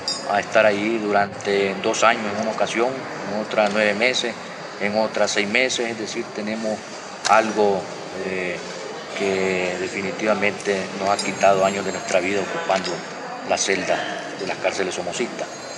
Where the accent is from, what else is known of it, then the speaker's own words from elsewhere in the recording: Nicaragua; como nicaragüenses nosotros mantenemos la tesis de que tenemos que admitir a todo aquel que quiera regresar a Nicaragua